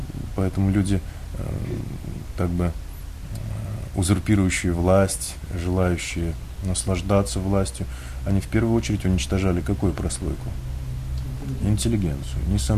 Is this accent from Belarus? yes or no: no; Buryatia, Russia; Я один в семье. Но так или иначе, я вырос в Бурятии, и Бурятия является центром буддизма в России.